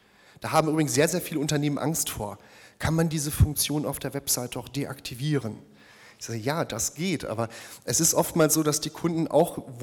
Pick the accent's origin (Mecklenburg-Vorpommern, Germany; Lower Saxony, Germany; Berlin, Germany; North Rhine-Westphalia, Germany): North Rhine-Westphalia, Germany; born there; Ich habe gerade eben schon erwähnt, gebürtiger Ostwestfale.